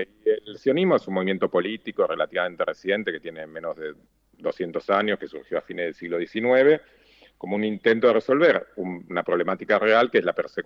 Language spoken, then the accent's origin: Spanish; Argentina; also born or lived in Israel; yo soy judío y además soy israelí, nací en Israel hace 44 años, viví mi primera infancia ahí, después volví con mis padres a Argentina, mis padres son argentinos